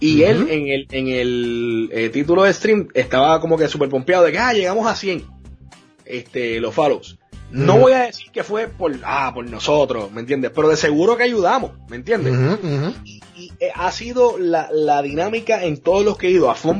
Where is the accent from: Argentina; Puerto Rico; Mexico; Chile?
Puerto Rico; somos una comunidad de gamers, encima somos boricua